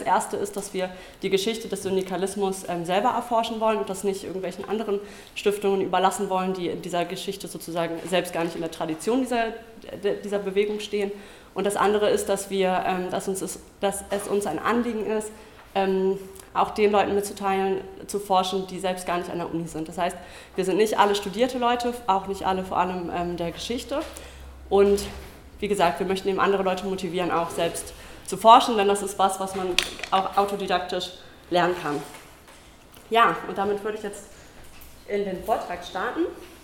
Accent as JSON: {"language": "German", "town": "Mainz", "region": "Rhineland-Palatinate", "country": "Germany", "said": "ich komme aus Mainz"}